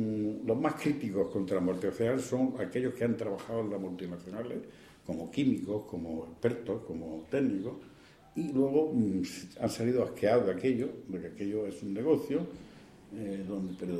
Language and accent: Spanish; Andalusia, Spain; pero yo soy andaluz.